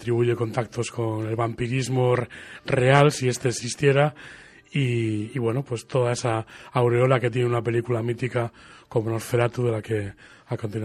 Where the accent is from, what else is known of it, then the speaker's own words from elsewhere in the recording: Santander, Cantabria, Spain; se ha centrado en esta, mi ciudad natal. Evidentemente tienes ventajas e inconvenientes, sí, pero vamos, mis movimientos ahora mismo están bastante centrados en lo que ocurre en el acontecer habitual de Santander